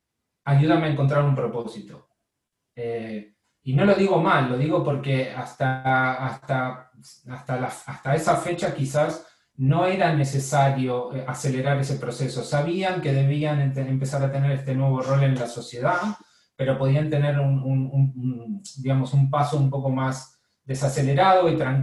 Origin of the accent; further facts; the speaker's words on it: Argentina; also born or lived in Barcelona / New York; now in Spain; cuando me vine de Argentina a Barcelona tampoco nunca había visto Barcelona y cuando me fui a Nueva York tampoco nunca había estado en Nueva York.